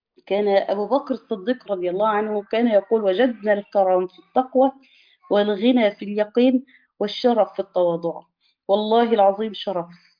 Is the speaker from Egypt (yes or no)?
yes; Egypt; الكراع ده اللي احنا بنسميه عندنا في مصر الكوارع